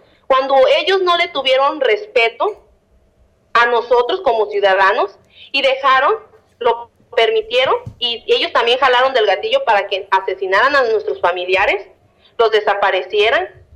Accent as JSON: {"language": "Spanish", "town": "Tepalcatepec", "region": "Michoacán", "country": "Mexico", "tie": "born or raised there", "said": "vinieron aquí a Tepalcatepec. El partido del PRI local de mi pueblo quería que esa reunión fuera algo muy, como una luna de miel"}